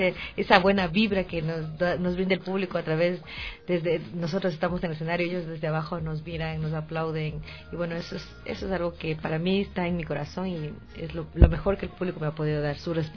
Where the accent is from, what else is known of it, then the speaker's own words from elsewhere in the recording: Ecuador; somos poco ecuatorianos